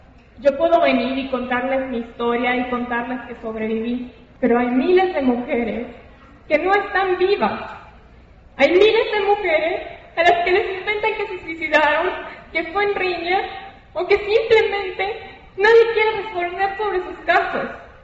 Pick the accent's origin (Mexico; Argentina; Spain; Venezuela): Mexico; Mérida, Yucatán; Tengo 26 años, soy de Mérida, Yucatán, soy licenciada en Derecho.